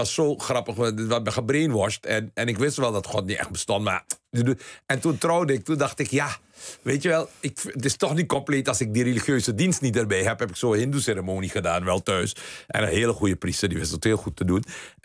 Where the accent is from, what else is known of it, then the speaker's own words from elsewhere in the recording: Netherlands; Als je Europese verkiezingen hebt, waarom kan ik als Nederlander niet op een kandidaat uit Italië stemmen?